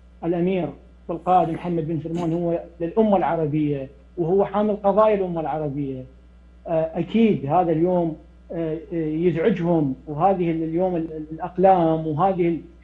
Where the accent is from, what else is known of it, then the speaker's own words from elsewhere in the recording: Iraq; بعد ما حل الصراحة الدمار ببلداننا بالعراق وبسوريا وبلبنان